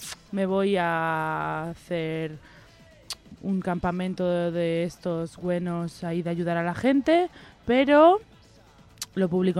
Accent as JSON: {"language": "Spanish", "region": "Catalonia", "country": "Spain", "said": "Y todo esto lo digo yo, que soy catalana"}